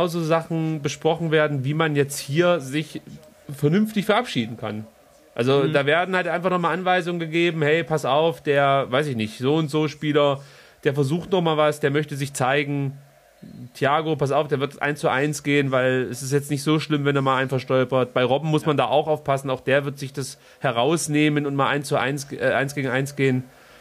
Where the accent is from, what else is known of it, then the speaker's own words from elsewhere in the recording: Stuttgart, Baden-Württemberg, Germany; Aus Stuttgart.